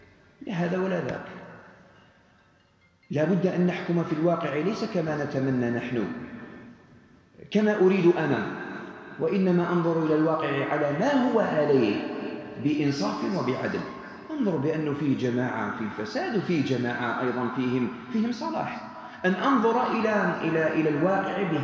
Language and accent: Arabic; Algeria; أحتاج إلى معرفة تكوين الأسرة هنا عندنا في الجزائر والنسيج الاجتماعي الموجود في الجزائر